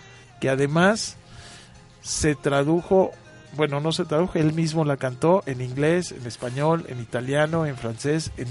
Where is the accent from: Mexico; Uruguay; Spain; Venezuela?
Mexico; Somos mexicanos y aquí estamos.